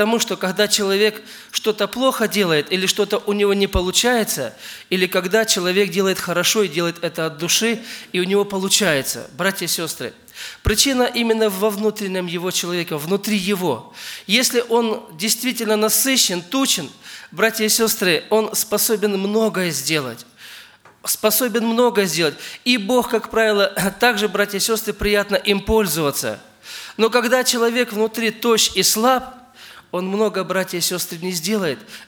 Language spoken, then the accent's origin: Russian; Ukraine; я сам родом с Украины